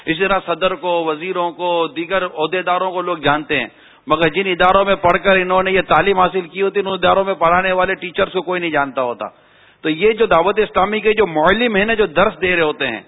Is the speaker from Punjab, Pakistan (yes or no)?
no; Karachi, Sindh, Pakistan; میں اپنے علاقے میں خارا در واپس گیا ہوں